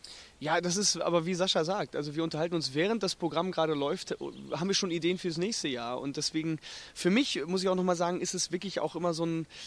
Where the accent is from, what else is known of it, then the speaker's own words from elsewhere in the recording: North Rhine-Westphalia, Germany; Ich komme ja auch aus dem Münsterland, von daher ist es noch mal mehr ein Anliegen.